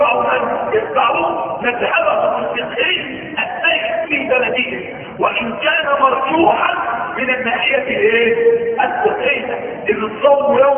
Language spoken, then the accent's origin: Arabic; Egypt; وما ظهرش عندنا في مصر، اهل مصر المفروض يتبع ماذا؟